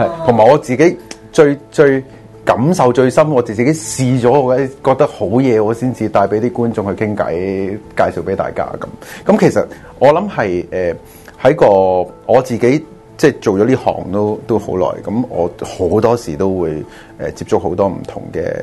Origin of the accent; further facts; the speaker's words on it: China; 我哋中國人咧你自己都有個中文名噶嘛？